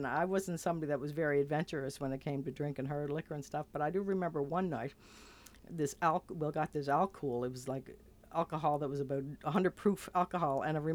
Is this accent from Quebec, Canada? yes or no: no; Charlottetown, Prince Edward Island, Canada; Well, my story, I think back to growing up in Charlottetown. And of course, Charlottetown's bigger than it used to be. But I left at age 21 and came back at 29